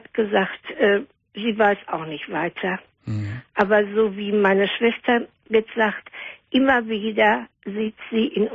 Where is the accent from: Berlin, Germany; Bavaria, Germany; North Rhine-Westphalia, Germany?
North Rhine-Westphalia, Germany; Herne; born there; als mein Vater dann in Herne, wir sind aus Herne geboren, in Herne wieder eine Arbeit hatte, sind wir von Nettelstedt nach Herne gezogen